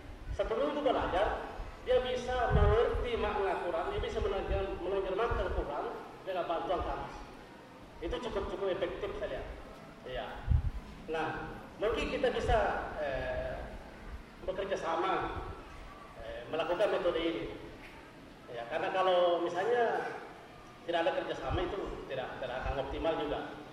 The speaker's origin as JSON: {"language": "Indonesian", "town": "Makassar", "region": "South Sulawesi", "country": "Indonesia", "said": "saya ini berasal dari daerah Makassar. Jadi kita itu di sini kan ada kultur yang namanya sirik."}